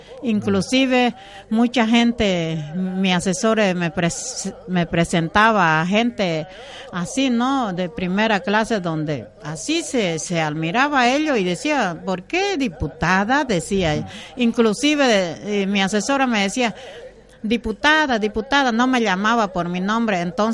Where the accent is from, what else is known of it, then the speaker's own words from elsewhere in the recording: Bolivia; somos, sí, bolivianos también